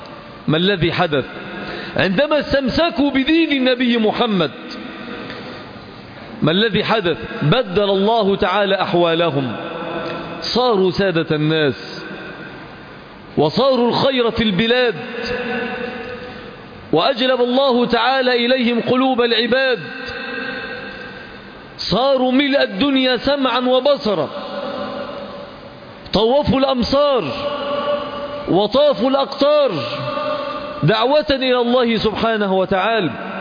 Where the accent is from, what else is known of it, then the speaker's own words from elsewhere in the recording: Egypt; نحن في بلدنا مصر، ما الذي نحتاج؟